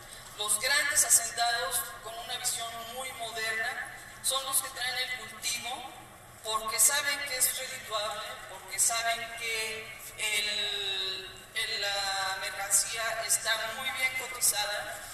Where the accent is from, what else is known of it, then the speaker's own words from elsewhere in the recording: Huatusco, Veracruz, Mexico; En donde Huatusco, de donde yo vengo, el centro de Veracruz, en ese momento tenía una zona, una comunidad y población